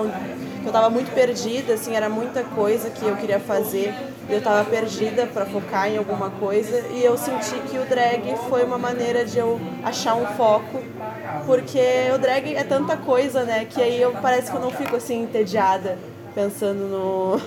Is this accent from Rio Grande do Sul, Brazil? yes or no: yes; Porto Alegre, Rio Grande do Sul, Brazil; Eu morava antes mais perto da Zona Norte, ali pelo Jardim Botânico. Mas isso foi bem no início da minha infância, então não lembro muito dali. Depois eu fui pro Moinhos de Vento. E depois agora eu vim morar sozinha mesmo na Cidade Baixa